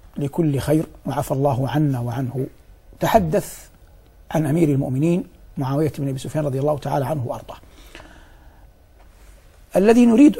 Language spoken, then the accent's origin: Arabic; Saudi Arabia; ونحن في بلادنا المملكة العربية السعودية حرسها الله نلتقي بالمصريين كثيرا، خاصة نحن من يسكن المدينة أو يسكن مكة